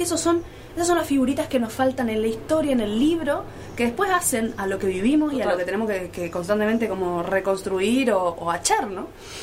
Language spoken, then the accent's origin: Spanish; Posadas, Misiones, Argentina; tengo la suerte, como alguna gente que nos criamos, entre comillas, en el interior. Muy entre comillas. Yo soy de Posadas